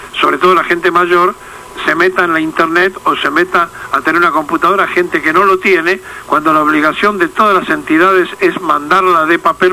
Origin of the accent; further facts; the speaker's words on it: Argentina; Cuando usted corta, voy a quedar yo solo, porque así somos los argentinos.